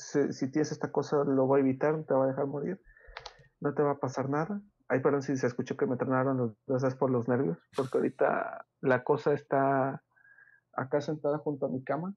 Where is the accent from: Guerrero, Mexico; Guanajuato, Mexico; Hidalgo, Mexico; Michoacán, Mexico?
Guanajuato, Mexico; Pénjamo; aquí de donde soy, de Guanajuato, Pénjamo, Guanajuato